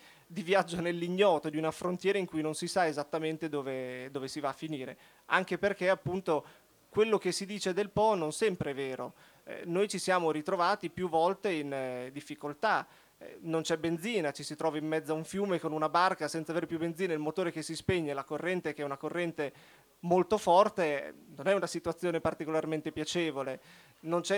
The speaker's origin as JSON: {"language": "Italian", "town": "Rimini", "region": "Emilia-Romagna", "country": "Italy", "said": "Noi veniamo da Rimini, quindi poteva essere quasi un moscone, esatto."}